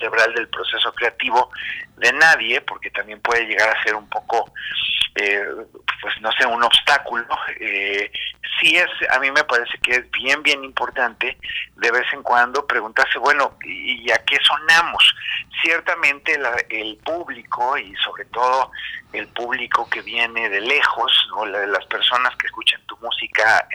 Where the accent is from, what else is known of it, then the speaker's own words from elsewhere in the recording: Mexico City, Mexico; born there; somos latinoamericanos, somos artistas mexicanos, y yo en especial, yo nací en la Ciudad de México